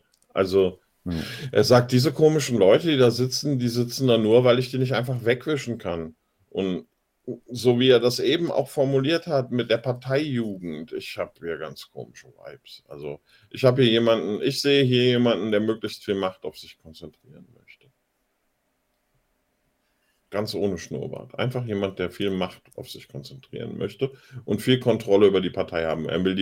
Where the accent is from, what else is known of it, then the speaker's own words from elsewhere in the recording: Germany; Aber das ist doch mein Heimatland. Ich bin doch in der Bundesrepublik aufgewachsen. Ich bin in diesem System aufgewachsen.